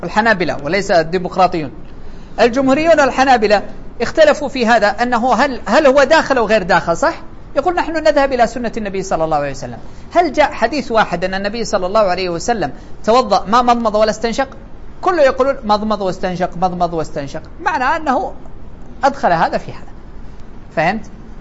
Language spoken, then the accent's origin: Arabic; Saudi Arabia; يعني على أنتم عندنا في السعودية هكذا